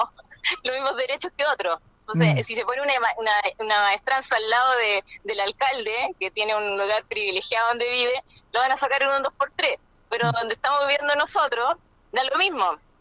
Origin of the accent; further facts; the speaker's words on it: Villa Alemana, Valparaíso, Chile; soy de Villa Alemana